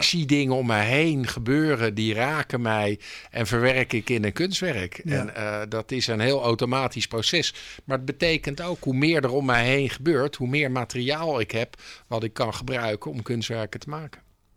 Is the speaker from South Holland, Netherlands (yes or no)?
yes; Delft, South Holland, Netherlands; dat wij uit Delft komen is eigenlijk irrelevant.